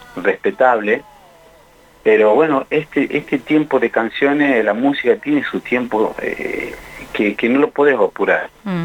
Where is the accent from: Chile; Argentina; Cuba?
Argentina; La Pampa; Somos pampeanos, yo nací en Zona Norte, mis compañeros en el Butaló.